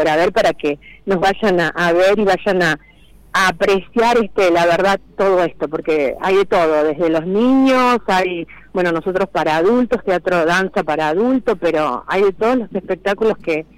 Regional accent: Villa Carlos Paz, Córdoba, Argentina; Nosotros somos de Carlos Paz. Uh-huh. sí, de Villa Carlos Paz.

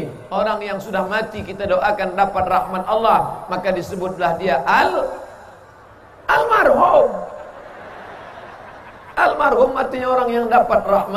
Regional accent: Riau, Indonesia; Kalau kami datang dari bumi lancang kuning Riau

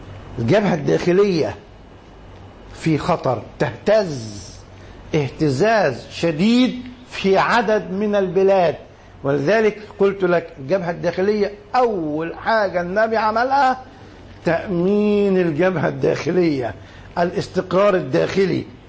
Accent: Egypt; خلينا نتكلم على بلدنا مصر، نركز على مصر

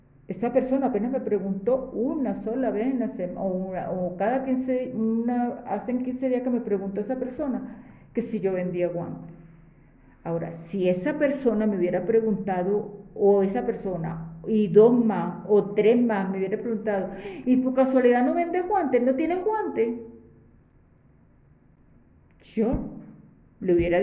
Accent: Colombia; Yo no tengo por qué decir que soy venezolana, porque no soy venezolana, soy colombiana.

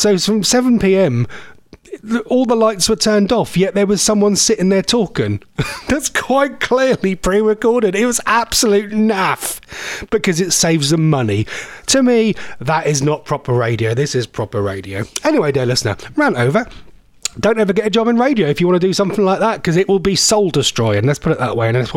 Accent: East of England, United Kingdom; accent: Norfolk; If you want to check out … is that me, my Norfolk accent?

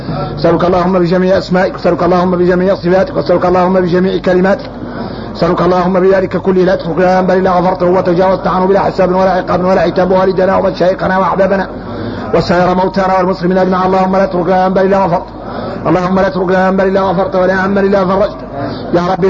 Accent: Mauritania; احنا موريتاني بينا كبر احنا موريتاني بينا كبر

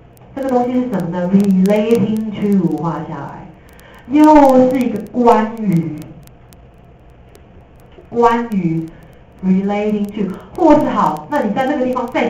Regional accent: Taiwan; 我们台湾人很多人爱讲英文

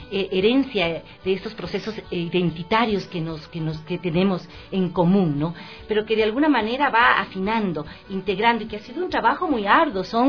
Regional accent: Ecuador; estamos prestos los ecuatorianos, los latinoamericanos, a unirnos, a festejar como países, como hermanos latinoamericanos que somos

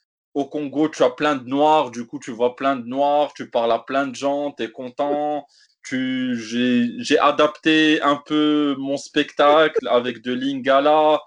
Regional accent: Morocco; je ne suis pas blanc, je suis comme vous, j'ai des origines noires, je suis marocain, maghrébin, africain.

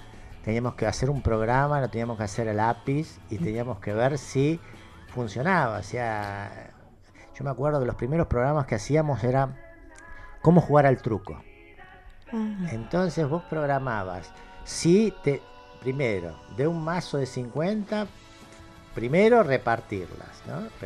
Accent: Buenos Aires, Argentina; yo nací en Capital, pero siempre vivimos acá. La así familia se arraigó. O sea, yo soy el primer porteño de una familia de entrerrianos. Todos entrerrianos. Entonces, cuando vinieron de Entre Ríos, yo fui el primer porteño.

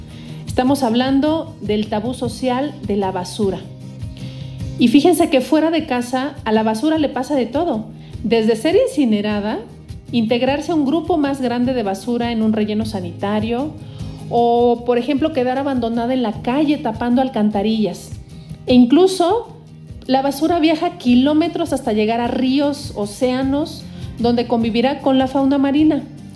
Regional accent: Mexico; cada uno de nosotros como mexicanos, como habitantes de este planeta

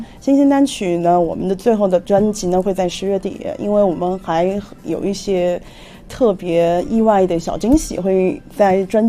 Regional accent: Xichang, Sichuan, China; 你知道我是来自凉山州的西昌

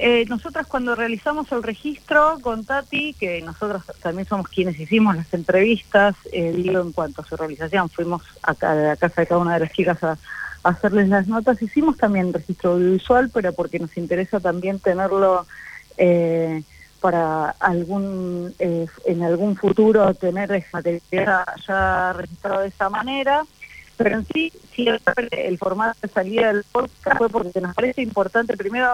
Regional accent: Buenos Aires, Argentina; somos de acá, así que bueno, en esta primer temporada hicimos 5 lesbianas de la Ciudad de Buenos Aires

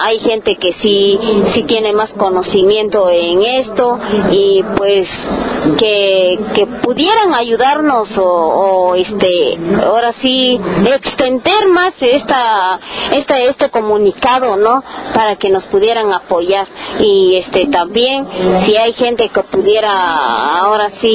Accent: San Juan Copala, Oaxaca, Mexico; que somos mujeres de San Juan Copala

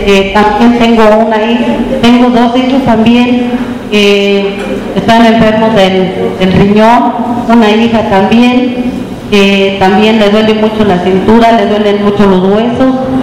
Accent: Dolores Hidalgo, Guanajuato, Mexico; vengo del municipio de Dolores Hidalgo.

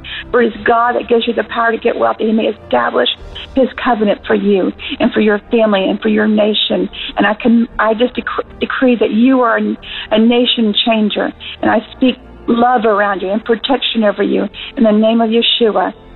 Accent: Huntsville, Alabama, United States; now in Seattle, United States; We aren't there right now. We're out in Seattle, but we're from Huntsville

